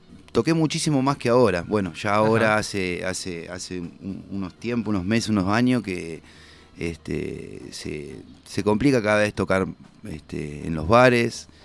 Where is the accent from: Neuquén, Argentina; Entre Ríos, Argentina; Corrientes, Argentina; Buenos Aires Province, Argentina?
Buenos Aires Province, Argentina; La Plata; born there; Yo nací en La Plata, en la ciudad de La Plata, en Buenos Aires.